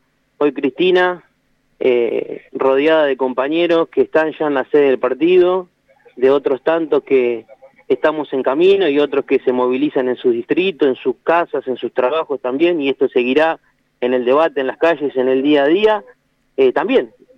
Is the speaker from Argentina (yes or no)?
yes; Argentina; tendremos el desafío nosotros como argentinos de hacerlo también.